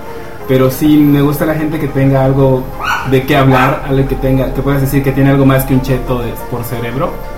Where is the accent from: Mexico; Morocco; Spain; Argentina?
Mexico; Yucatán; Y pues soy yucateco de toda la vida y aquí he vivido todo el tiempo y aquí creo que voy a morir.